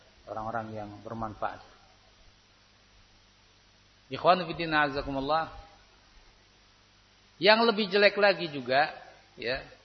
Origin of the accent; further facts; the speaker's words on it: Temanggung, Central Java, Indonesia; Saya dari Temanggung enggak tahu kondisi sini.